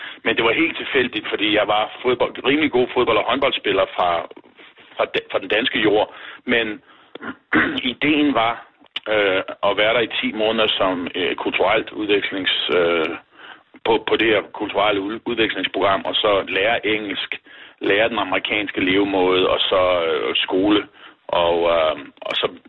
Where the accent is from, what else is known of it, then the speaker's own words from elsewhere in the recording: Struer, Central Denmark Region, Denmark; Det var jeg jo vant til fra barndomsben at være med i klubmiljøet derhjemme i Struer.